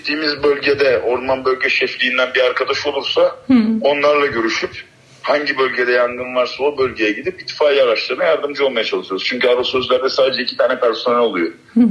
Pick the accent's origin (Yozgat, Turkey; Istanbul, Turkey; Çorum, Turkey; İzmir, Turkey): İzmir, Turkey; Kendimiz İzmirliyiz bütün ekibimiz. Karşıyaka, Göztepe, Bornova, Çamdibi her yerden arkadaşımız var.